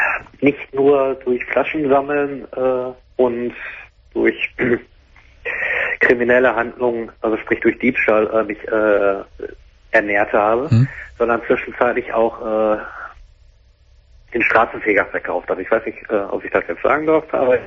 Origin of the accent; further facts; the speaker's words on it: Bochum, North Rhine-Westphalia, Germany; also born or lived in Berlin; Ich bin vor ein paar Wochen in meine Heimatstadt hier nach Bochum zurückgegangen.